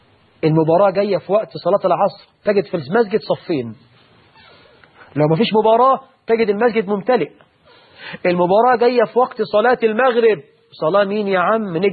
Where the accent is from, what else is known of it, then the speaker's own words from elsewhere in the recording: Egypt; من شباب المسلمين في بلدنا مصر